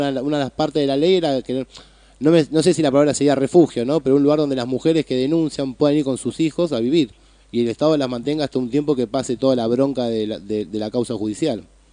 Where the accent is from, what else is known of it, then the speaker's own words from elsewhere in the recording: Moreno, Buenos Aires Province, Argentina; yo soy de Moreno también y entiendo lo que decís